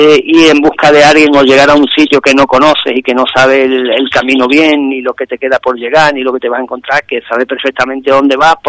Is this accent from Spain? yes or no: yes; Ubrique, Andalusia, Spain; la mayoría somos de Ubrique, como he dicho